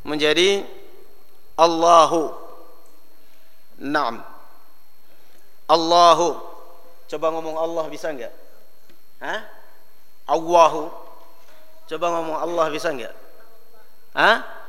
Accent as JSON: {"language": "Indonesian", "region": "Java", "country": "Indonesia", "said": "Kalau kita apa orang Indonesia, apalagi kalau kita orang Jawa, Abduwah."}